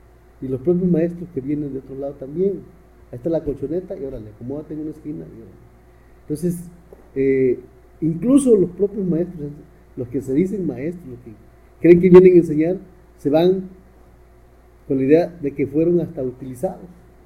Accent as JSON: {"language": "Spanish", "region": "Guerrero", "country": "Mexico", "said": "Soy de aquí, de la Costa Chica de Guerrero, México, y aquí me he desarrollado como político, como gestor"}